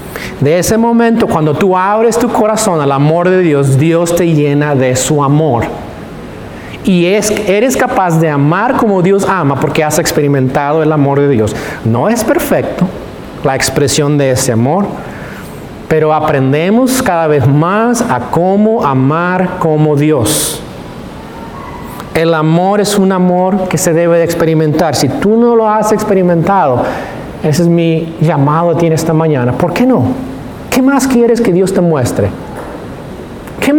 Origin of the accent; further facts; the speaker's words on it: California, United States; now in Tyler, United States; Los que somos de California sabemos, en California no existe esa cultura.